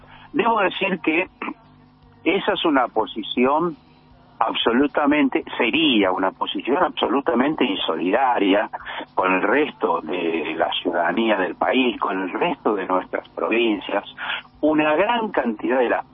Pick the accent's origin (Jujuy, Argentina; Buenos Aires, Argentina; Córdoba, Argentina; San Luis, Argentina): Buenos Aires, Argentina; Nosotros somos, muchos de nosotros, mi caso por lo menos, como muchos de los que escuchan tu programa, somos porteños.